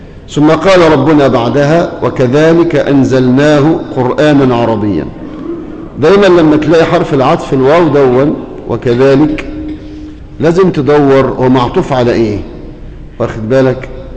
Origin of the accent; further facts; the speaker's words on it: Egypt; واجعل بلدنا مصر أمانا مطمئنة